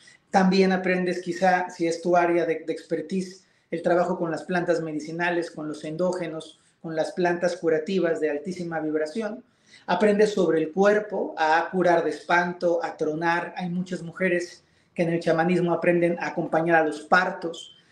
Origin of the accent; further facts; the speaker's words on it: Mexico; En mi país, en México, la mayoría de las veces tiene que ver con un linaje que te heredan tus abuelos, tus padres, miembros de tu familia